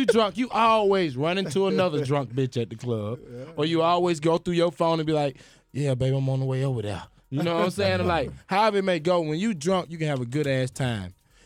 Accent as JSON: {"language": "English", "town": "Atlanta", "region": "Georgia", "country": "United States", "said": "I'm from Atlanta, baby."}